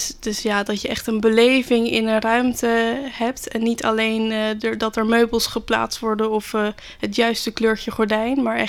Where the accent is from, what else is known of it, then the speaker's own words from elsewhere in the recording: Rotterdam, South Holland, Netherlands; ben 21 jaar. Ik kom uit Rotterdam. Woon ook nog gezellig bij mijn ouders.